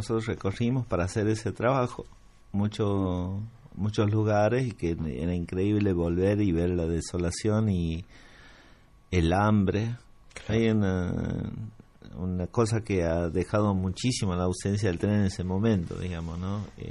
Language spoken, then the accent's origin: Spanish; Argentina; Entonces, bueno, eso es lo que tenemos como argentino, digamos.